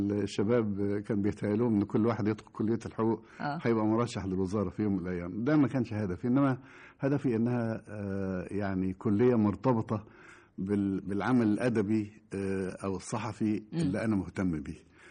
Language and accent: Arabic; Cairo, Cairo Governorate, Egypt; لأن أنا تربيت في القاهرة لم أكن على صلة بالريف على وجه الإطلاق.